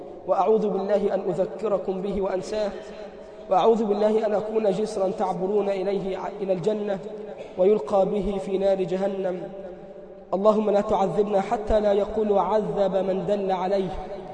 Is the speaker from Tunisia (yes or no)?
no; Egypt; اللهم اجعل بلدنا مصر أمنا أمانا